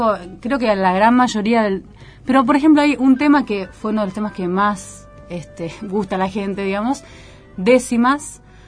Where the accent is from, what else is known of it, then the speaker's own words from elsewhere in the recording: Buenos Aires, Argentina; Por ahí ni siquiera me sale un tango y soy porteña